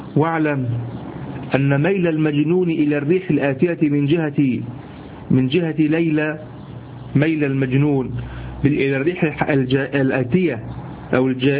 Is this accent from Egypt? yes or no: yes; Egypt; شفت اليمام اللي احنا عندنا في مصر